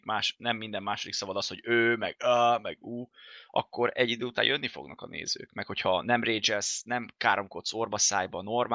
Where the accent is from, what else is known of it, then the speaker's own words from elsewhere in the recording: Hungary; mivel magyar vagyok, az van beállítva a profilban